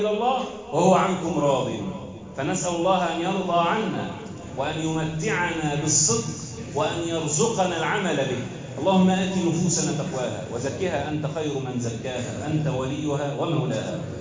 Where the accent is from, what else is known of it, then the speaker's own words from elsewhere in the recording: Egypt; بلدنا مصر